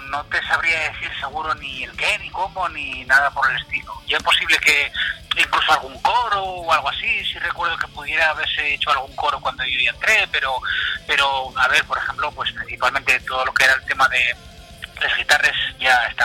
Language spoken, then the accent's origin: Spanish; Spain; Somos cada cual de un país, como que dice, hay francés, hay dos fineses, soy yo el español, hay, bueno, pues gente de todas partes, ¿no?